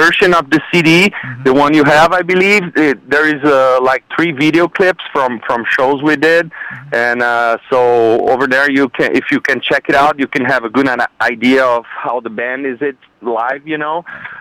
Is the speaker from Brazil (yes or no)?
yes; São Paulo, Brazil; Yeah, we're from Brazil. Actually, from São Paulo, which is a city on the southeast of Brazil.